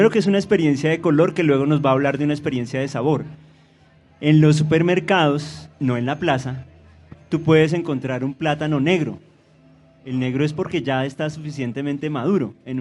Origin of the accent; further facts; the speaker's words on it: Colombia; O sea que como colombianos, por el hecho de vivir en el país